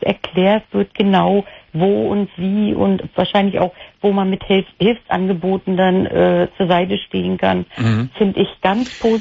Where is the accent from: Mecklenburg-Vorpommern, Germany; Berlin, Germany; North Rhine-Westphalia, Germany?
Mecklenburg-Vorpommern, Germany; Mecklenburg-Vorpommern.